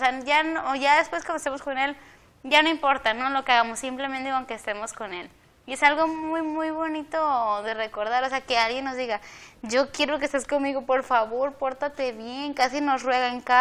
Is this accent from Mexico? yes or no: yes; Mexico; Sí, nosotros como mexicanos se nos dice mucho eso, ¿no?